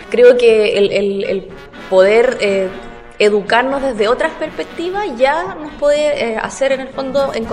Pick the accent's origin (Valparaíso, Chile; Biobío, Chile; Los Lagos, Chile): Valparaíso, Chile; yo particularmente soy del Valle de Ocoa, en la región de Valparaíso